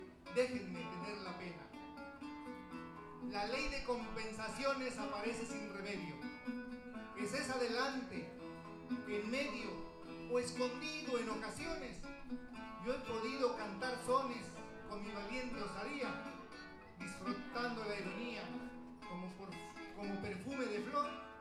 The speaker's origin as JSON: {"language": "Spanish", "country": "Mexico", "said": "la cual a mi tierra mexicana llevaré con muchos momentos de alegría"}